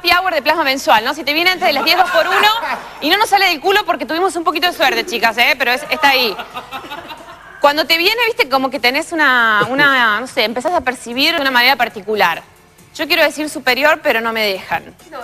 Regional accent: Frías, Santiago del Estero, Argentina; born there; Yo nací en Frías, en Santiago del Estero, por accidente.

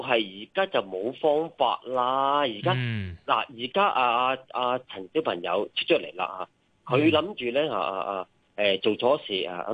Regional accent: Hong Kong; born there; 我喺香港出世啊！我今年47岁

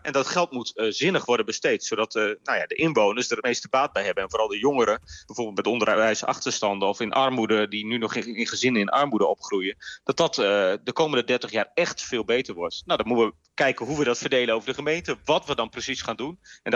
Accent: Groningen, Netherlands; Ik ben een geboren en getogen Groninger.

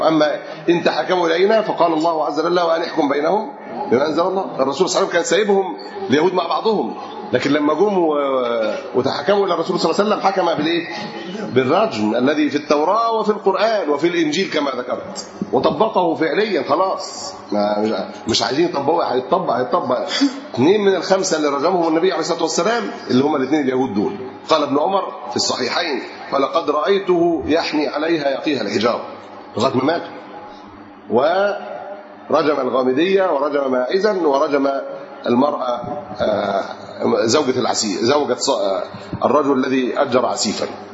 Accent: Alexandria, Alexandria Governorate, Egypt; احنا عندنا في اسكندرية التجار في أحد الشوارع قالوا

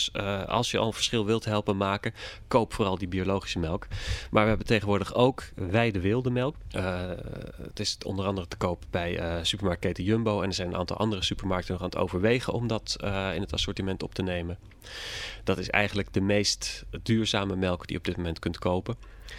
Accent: Netherlands; Maar uiteindelijk denk ik dat wij als Nederlanders

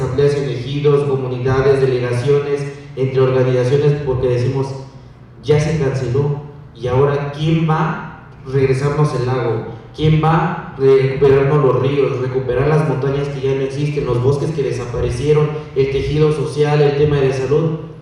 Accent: Tepetlaoxtoc, State of Mexico, Mexico; yo no soy de Atenco, soy de Tepetlostoc, una comunidad de la montaña

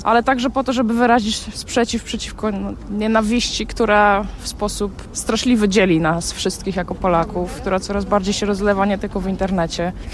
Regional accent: Gdynia, Pomeranian Voivodeship, Poland; Jestem z Gdyni, więc Gdańsk jest mi szczególnie bliski

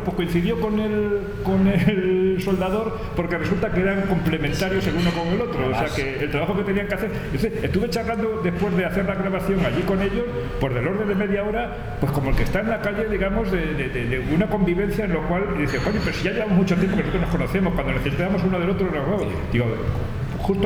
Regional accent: Madrid, Community of Madrid, Spain; yo soy del barrio de Chamartín, también.

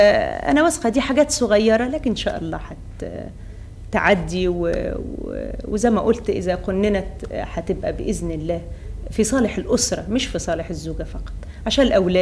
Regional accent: Egypt; دي إحنا عندنا في مصر ما فيش أبداً تفرقة بين المرأة والرجل

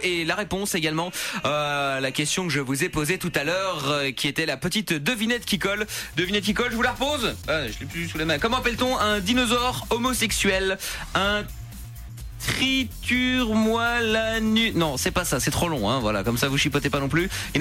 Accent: Portugal; Non, il y a que moi qui peux faire ça parce que je suis portugais.

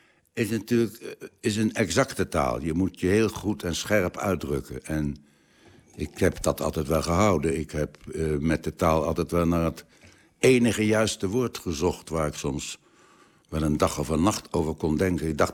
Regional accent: The Hague, South Holland, Netherlands; We spraken een keurig Nederlands. Mijn vader was beeldend kunstenaar en tekenleraar. Mijn moeder kwam uit een keurige Haagse familie. Dus ik ben opgegroeid met het nette, gewone, gemiddelde Haags.

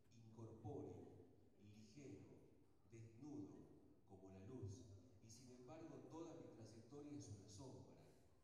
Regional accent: Salta, Argentina; Bueno, soy salteño, así que les doy la bienvenida a muchos hermanos latinoamericanos y de otras provincias de la Argentina.

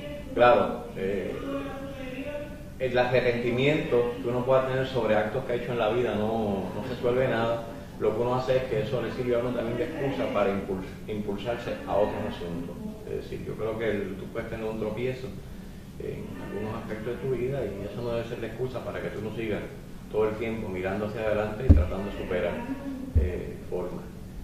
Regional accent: Orocovi, Puerto Rico; also born or lived in Río Piedras; yo muy jovencito salí de Orocovi, vine a estudiar a Río Piedras, a la Escuela Vilamayo, y mi familia se traslada de Orocovi a Río Piedras

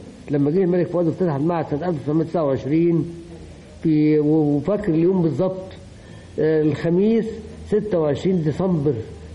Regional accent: Upper Egypt, Egypt; now in Cairo, Egypt; وانا كنت جاي من الصعيد

